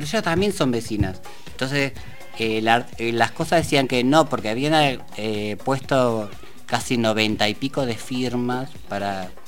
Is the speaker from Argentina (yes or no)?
yes; Argentina; que yo soy de Argentina